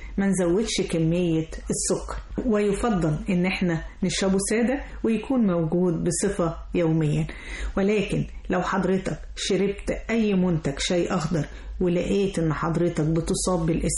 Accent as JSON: {"language": "Arabic", "country": "Egypt", "said": "وطبعا كلنا كمصريين بنحب نحبس بالشاي"}